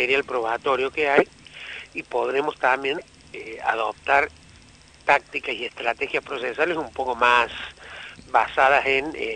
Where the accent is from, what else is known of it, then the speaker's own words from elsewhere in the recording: Argentina; soy argentino de origen judío